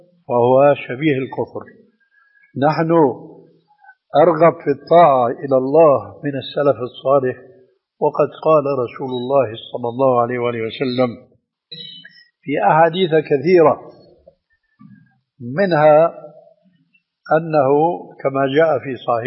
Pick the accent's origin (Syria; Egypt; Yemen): Syria; عندنا في الشام يسمى المقدم بالتذكير، ويقلب الذال إلى دال بيقول التذكير.